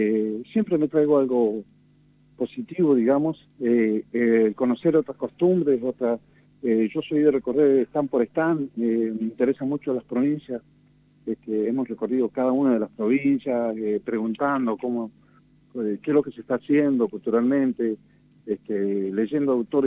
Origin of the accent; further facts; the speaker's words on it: La Ahumada, Argentina; born there; Bueno, en la Ahumada, donde yo nací, el alpataco y la jarilla son predominantes.